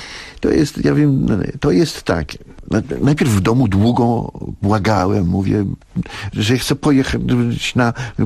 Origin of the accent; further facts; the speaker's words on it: Masovian Voivodeship, Poland; bo ja jestem chłopakiem ze Starówki